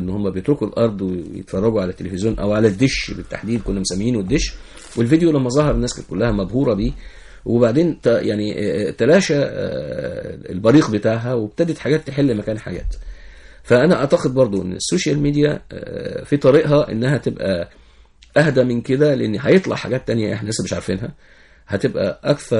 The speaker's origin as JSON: {"language": "Arabic", "country": "Egypt", "said": "يعني احنا عندنا في مصر شيزوفرينيا الكترونية."}